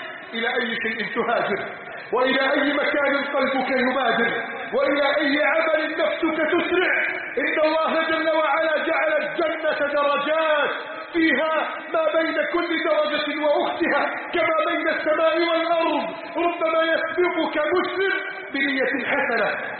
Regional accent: Egypt; اللهم احفظ بلدنا مصر من كيد عند الكائدين وحقد الحاقدين وتربص الظالمين

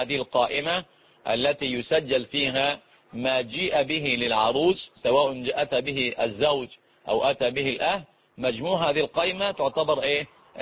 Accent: Egypt; الآن طبعا العرف اللي عندنا في مصر ويمكن في بعض البلاد

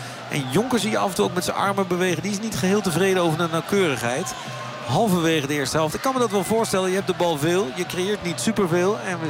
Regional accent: Netherlands; Of waar wij als Nederlanders dan weer van genieten.

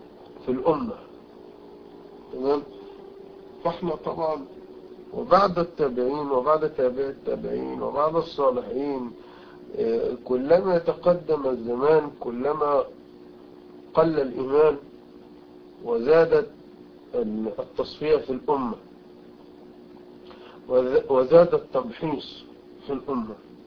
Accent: Egypt; وعندنا في مصر مثلا كثير الكثير

